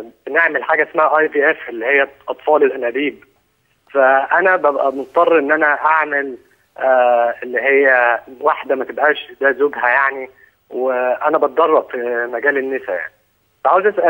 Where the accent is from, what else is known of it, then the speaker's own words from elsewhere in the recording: Egypt; انا مصري بس بعمل نيابه نساء.